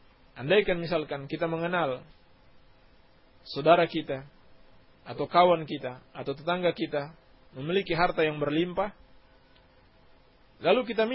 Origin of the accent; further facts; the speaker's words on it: Banjar, Indonesia; …. Saya dari Banjar.